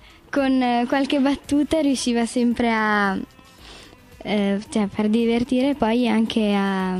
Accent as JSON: {"language": "Italian", "town": "Ferrara", "region": "Emilia-Romagna", "country": "Italy", "said": "Io vengo da Ferrara, sono nella parrocchia di Chiesol del Fosso"}